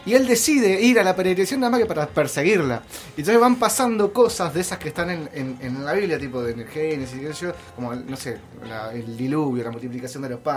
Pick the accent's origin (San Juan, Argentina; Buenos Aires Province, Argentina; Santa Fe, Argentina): Buenos Aires Province, Argentina; Villa Diamante; moved away as an adult; Villa Diamante, que es mi ciudad natal, digamos. Yo soy de ahí, me creí, viví hasta los 23 años en Villa Diamante, que es un pueblo ahí cruzando el puente de Pompeya en Lanús, en las afueras de Lanús, a la vera del riachuelo.